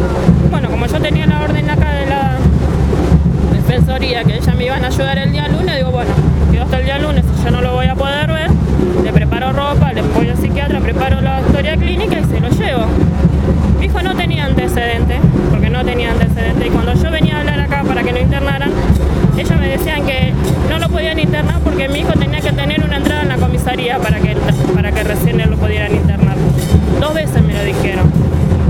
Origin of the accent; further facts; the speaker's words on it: Villa Gobernador Gálvez, Santa Fe, Argentina; pues yo soy de Villa Gobernador Galvez, no de Rosario, Villa Gobernador Galvez.